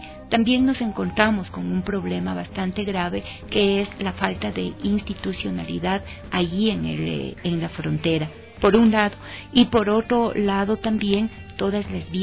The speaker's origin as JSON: {"language": "Spanish", "town": "Quito", "region": "Pichincha", "country": "Ecuador", "said": "Yo soy de Quito, Ecuador."}